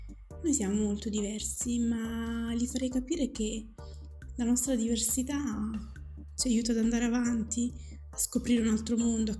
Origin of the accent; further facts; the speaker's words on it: Battipaglia, Campania, Italy; Nemmeno i miei genitori sono nati in Italia. Però se mi chiedono di dove sei, io dico sono di qua. Di Salerno, di Battipaglia. Parlo perfettamente l'italiano, come parlo perfettamente il dialetto marocchino.